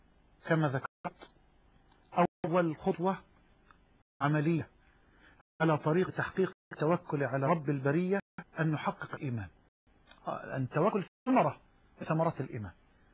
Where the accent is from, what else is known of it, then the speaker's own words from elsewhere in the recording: Egypt; وأسألك يا ربنا أن تجعل بلدنا مصر واحة للأمن والأمان